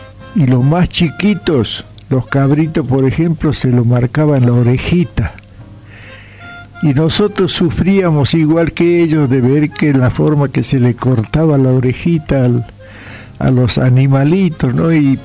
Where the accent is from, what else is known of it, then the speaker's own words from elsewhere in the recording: Santiago del Estero, Argentina; me traslado a mi terruño, donde tuve la suerte de nacer, de criarme, allá sobre la barranca del río Dulce